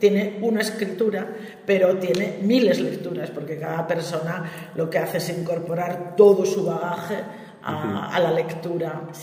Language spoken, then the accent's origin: Spanish; Gijón, Asturias, Spain; para los que somos de Gijón